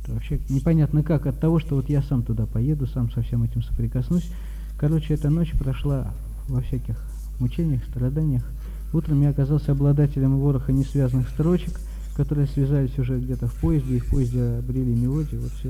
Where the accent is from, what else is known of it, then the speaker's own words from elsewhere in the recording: Saratov, Saratov Oblast, Russia; born there; now in Tuapse, Russia; Мне 33 года, я родился в Саратове, там же кончил политехнический, инженер-механик электронной техники. Последние 2,5 года живу в городе Туапсе, куда переехал к друзьям